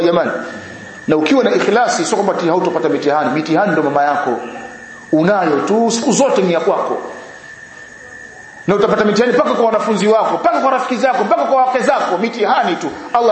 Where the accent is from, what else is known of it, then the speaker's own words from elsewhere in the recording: Kigoma, Tanzania; Mimi nimetoka Kigoma mwanafunzi. Kigoma kuna vigogo, mashehe.